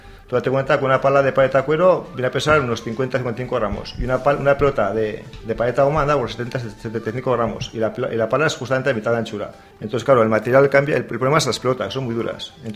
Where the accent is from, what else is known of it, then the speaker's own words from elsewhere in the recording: Navarre, Spain; generalmente los que siempre somos ganas somos los navarros.